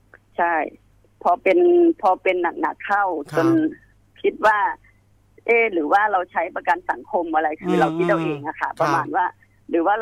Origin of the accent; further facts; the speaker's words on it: Bangkok, Thailand; ส่วนตัวเป็นคนต่างจังหวัดเชื่อเรื่องพวกนี้อยู่แล้วค่ะ